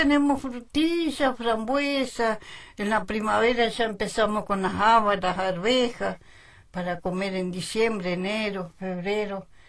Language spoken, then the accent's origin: Spanish; Lago Rosario, Chubut, Argentina; born there; Yo nací en Lago Rosario.